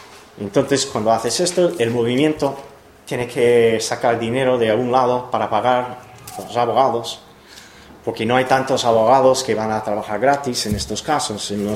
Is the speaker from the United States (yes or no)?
yes; Cleveland, Ohio, United States; Spanish is a second language; 5 personas fueron detenidas cerca de mi pueblo. Yo soy de Ohio, de Cleveland.